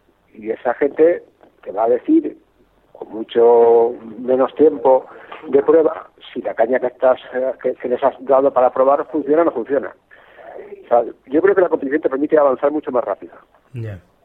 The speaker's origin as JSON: {"language": "Spanish", "country": "Spain", "said": "En eso no soy muy español, soy más americano que español, ¿no?"}